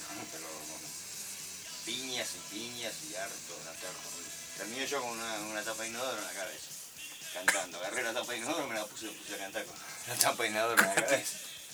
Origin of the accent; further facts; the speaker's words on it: Buenos Aires, Argentina; Nací en la Boca, pero me crié en la Madriguera hasta los 10 años. Hasta los 10 años vine.